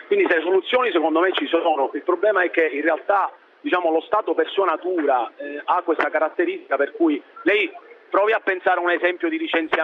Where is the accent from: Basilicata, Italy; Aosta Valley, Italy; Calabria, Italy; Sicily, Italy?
Sicily, Italy; da siciliano di esempi ne avrei moltissimi, purtroppo.